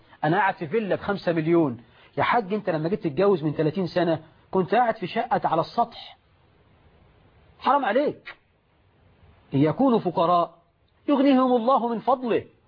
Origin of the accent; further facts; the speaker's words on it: Egypt; بقى عندنا في مصر 12 مليون عانس لأننا نغالف المهور.